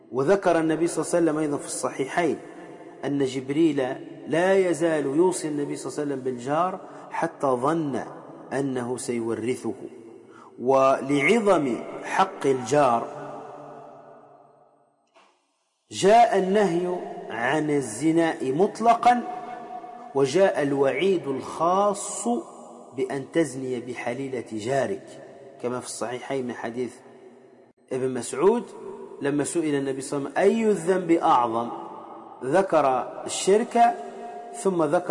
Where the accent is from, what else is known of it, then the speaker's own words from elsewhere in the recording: Tunisia; وكما يقال عندنا في تونس